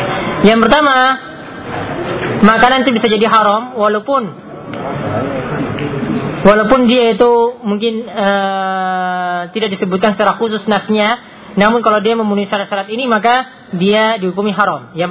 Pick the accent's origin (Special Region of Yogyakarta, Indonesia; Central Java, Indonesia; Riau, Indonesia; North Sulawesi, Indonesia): Special Region of Yogyakarta, Indonesia; Ya, di daerah saya juga di Gunung Kidul itu ada warung yang bahkan sudah masuk TV juga ya, karena laris dengan makanan dari kelelawar tadi.